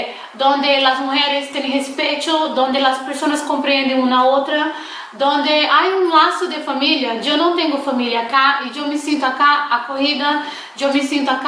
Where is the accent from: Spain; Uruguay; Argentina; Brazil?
Brazil; soy brasileña.